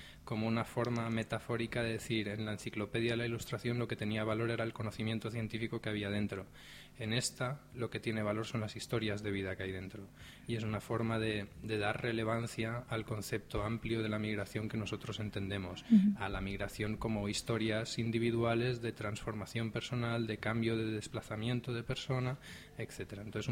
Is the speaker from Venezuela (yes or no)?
no; Tarragona, Catalonia, Spain; que luego vino a Tarragona, de donde vengo yo